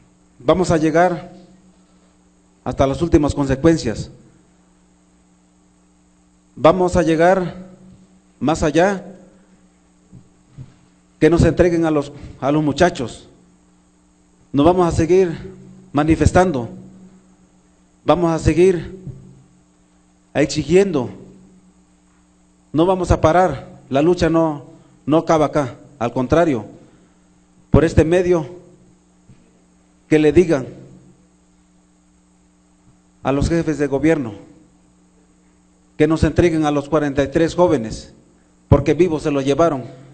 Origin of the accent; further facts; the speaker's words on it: Tixtla, Guerrero, Mexico; Yo soy de Tíxtla, Guerrero, y sé cuando un animal es quemado, se requiere de harto fuego.